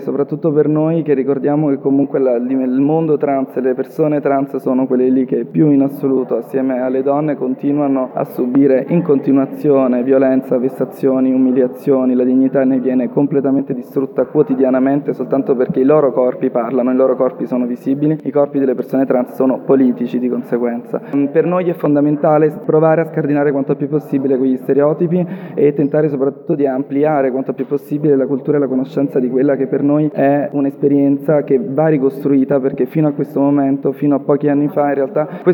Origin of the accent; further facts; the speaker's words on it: Naples, Campania, Italy; born there; io personalmente anche sono nato a Napoli